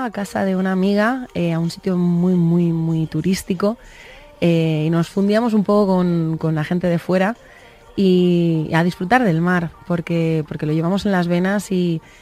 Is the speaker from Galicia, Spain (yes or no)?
no; Valencia, Valencian Community, Spain; now in Madrid, Spain; Yo vengo de Valencia, es una ciudad grande también, pero en Valencia nos movemos de otra manera.